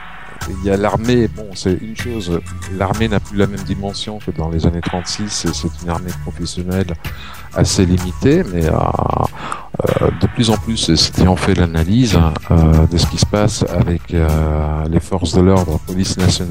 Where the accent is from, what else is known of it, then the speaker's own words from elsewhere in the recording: France; Déjà, en tant que Français, on devrait dire impossible n'est pas français.